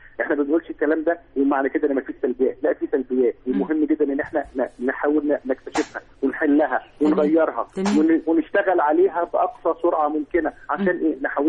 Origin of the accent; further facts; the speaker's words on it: Egypt; واحنا مواطنين مصريين استحملنا بلدنا